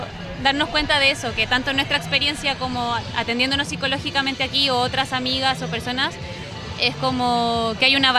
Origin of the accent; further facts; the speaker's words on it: Chile; nosotras somos psicólogas de Chile, pero no tenemos homologación del título aquí